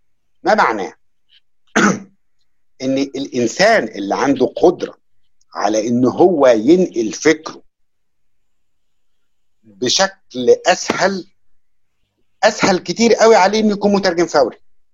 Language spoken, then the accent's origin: Arabic; Egypt; انا بالنسبه لي كمصري من وانا صغير بسمع اذاعه صوت العرب